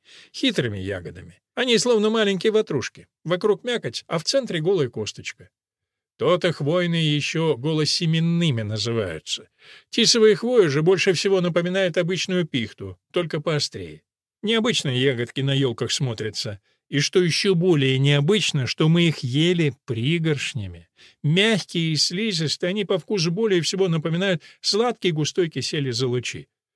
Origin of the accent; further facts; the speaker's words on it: Karachayevsk, Karachay-Cherkessia, Russia; Кстати, я сам родом с Кавказа, правда, с Северного. Местную природу худо-бедно помню. Еще мальцами мы лазили на Шаанинскую скалу, что нависает над Карачаевском, маленьким городком в истоках Кубани.